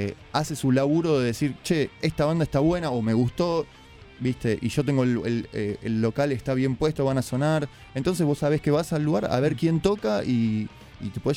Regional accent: Palomar, Buenos Aires Province, Argentina; Nosotros somos de Palomar, ¿no? No somos de Capital.

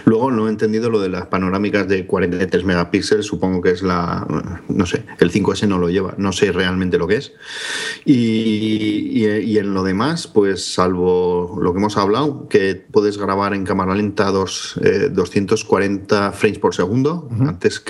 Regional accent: Bilbao, Basque Country, Spain; Yo, como soy de Bilbao

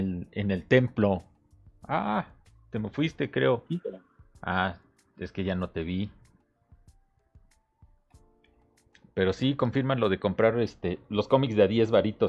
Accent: Mexico; estas caricaturas y de pequeño, en México, cuando todavía, estas fueron de antes de cuando todavía no había el TLC, el Tratado de Libre Comercio con Estados Unidos. Y entonces, una señora de ahí del pueblo donde vivía traía fayuca

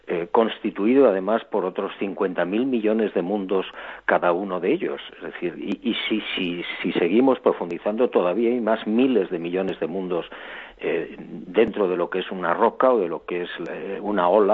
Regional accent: Barbate, Andalusia, Spain; la posibilidad de regresar a mi pueblo, a Barbate, a mi playa

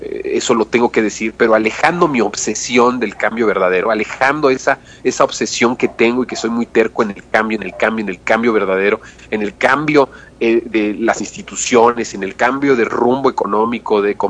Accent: Mexico; porque somos mexicanos todos y somos hermanos.

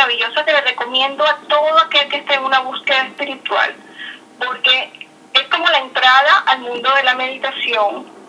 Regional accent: Venezuela; now in New York, United States; soy venezolana. Tengo desde hace 7 años, vivo en Nueva York.

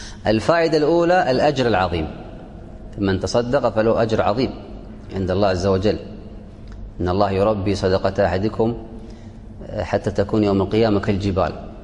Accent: Kuwait; عندنا في الكويت أهل الكويت أهل خير

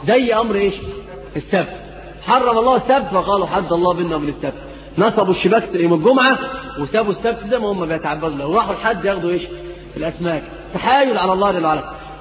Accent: Egypt; اللي هي عندنا في مصر بيقولوا البيع المحروق

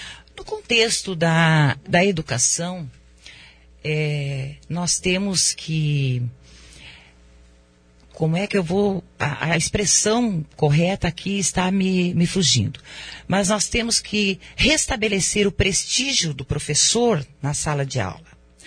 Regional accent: Medianeira, Paraná, Brazil; born there; also born or lived in São Miguel do Iguaçu; now in Foz do Iguaçu, Brazil; Eu nasci em Medianeira, morei também no município de São Miguel do Iguaçu. E desde 1974, eu moro em Foz do Iguaçu.

